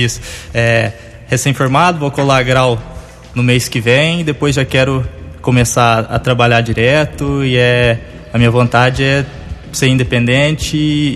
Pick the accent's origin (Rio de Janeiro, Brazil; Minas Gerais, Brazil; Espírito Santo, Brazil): Minas Gerais, Brazil; Monte Santo de Minas; Sou de Monte Santo de Minas.